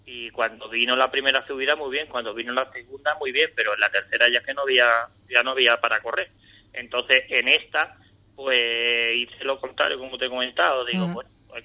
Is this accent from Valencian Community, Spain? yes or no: no; Ronda, Andalusia, Spain; tengo amigos con los que corro en Ronda y demás, ¿vale? En mi otra ciudad, bueno, mi ciudad natal